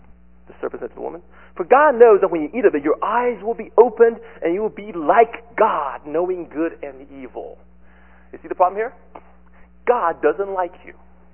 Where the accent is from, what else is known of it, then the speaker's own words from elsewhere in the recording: Taiwan; When I was growing up in Taiwan in elementary schools, our crafts usually consist of, this is kind of a country bumpkin school.